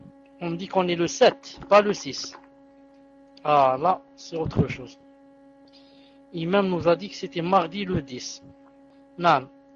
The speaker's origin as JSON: {"language": "French", "country": "Algeria", "said": "moi, je viens de vérifier ici, chez nous en Algérie, nous sommes le 6."}